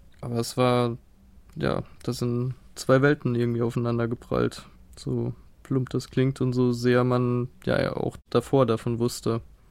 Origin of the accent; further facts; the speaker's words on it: Germany; Ja, ich weiß, dass ich privilegiert bin. Ich weiß, dass ich als Deutscher bla bla bla.